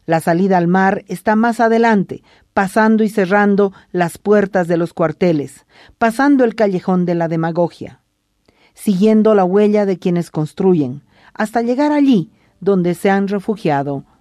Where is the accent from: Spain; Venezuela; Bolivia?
Bolivia; El mar al que yo accedí como boliviana fue una bandera sucia.